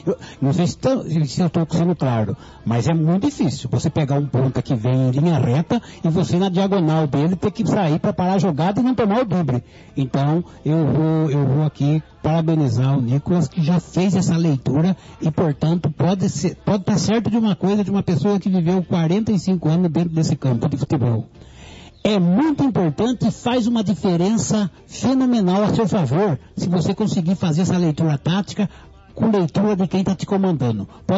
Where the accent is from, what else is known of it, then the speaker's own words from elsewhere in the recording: Brazil; nós brasileiros somos indisciplinados taticamente